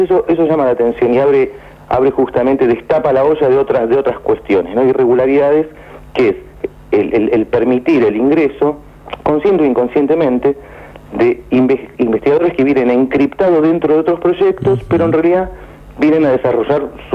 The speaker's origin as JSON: {"language": "Spanish", "country": "Argentina", "said": "Yo lo digo como investigador argentino"}